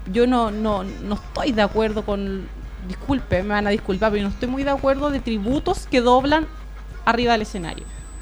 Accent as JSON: {"language": "Spanish", "country": "Chile", "said": "para mí significa bastante representarla acá en Chile, en mi país, en eventos"}